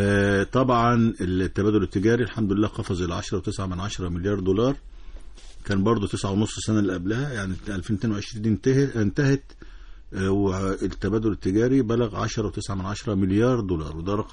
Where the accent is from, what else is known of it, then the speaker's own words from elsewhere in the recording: Egypt; اللي عندنا في مصر أكتر من 5350 شركة سعودية